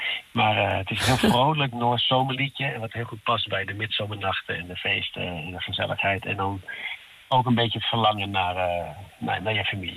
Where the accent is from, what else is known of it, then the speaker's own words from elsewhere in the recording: Netherlands; Dus wij als Nederlanders zijn dat wel snel...